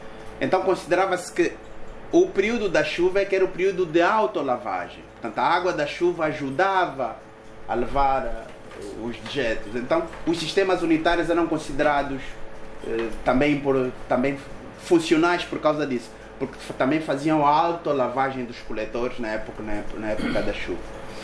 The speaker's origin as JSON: {"language": "Portuguese", "town": "Cazenga", "region": "Luanda", "country": "Angola", "tie": "born or raised there", "said": "Eu cresci no Cazenga"}